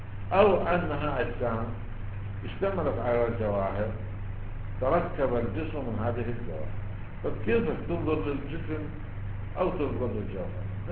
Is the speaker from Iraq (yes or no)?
yes; Iraq; واحنا عندنا بالعراق